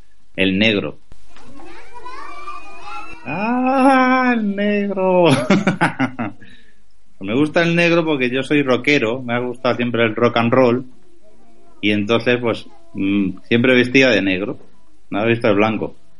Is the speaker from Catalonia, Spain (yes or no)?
no; Huelva, Andalusia, Spain; Porque yo soy de Huelva, entonces yo con los míos.